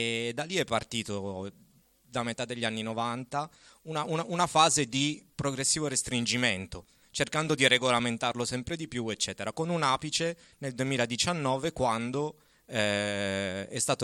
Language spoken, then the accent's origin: Italian; Turin, Piedmont, Italy; io faccio solo il facilitatore in quanto torinese ex di Aurora